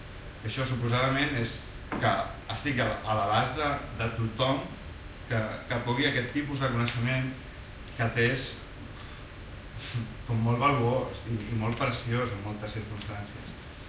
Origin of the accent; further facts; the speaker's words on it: Catalonia, Spain; tot i que es fa aquí, i molts de l'equip som catalans